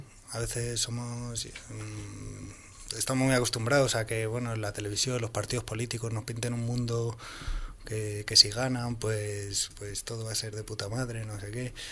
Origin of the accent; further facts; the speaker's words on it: Community of Madrid, Spain; yo soy de aquí, de la Sierra de Madrid, que tampoco soy de una familia campesina, yo no soy de familia campesina